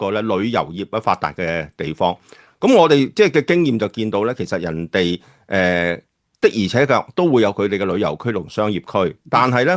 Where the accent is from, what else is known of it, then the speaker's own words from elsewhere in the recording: Guangdong, China; 我哋廣東人有句説話就最好噶